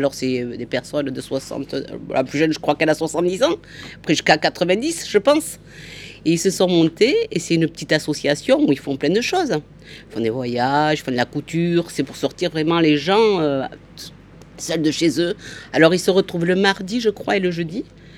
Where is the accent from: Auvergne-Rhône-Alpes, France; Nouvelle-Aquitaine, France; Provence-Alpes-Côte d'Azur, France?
Nouvelle-Aquitaine, France; Mourenx; On a grandi ensemble à Mourenx.